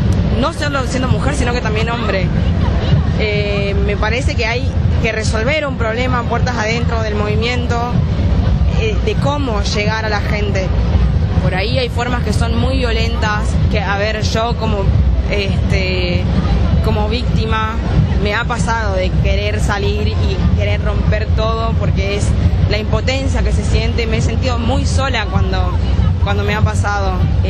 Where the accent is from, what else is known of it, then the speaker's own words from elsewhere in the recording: Salta, Argentina; now in Buenos Aires, Argentina; soy de Salta, pero estoy viviendo acá en Buenos Aires hace 3 años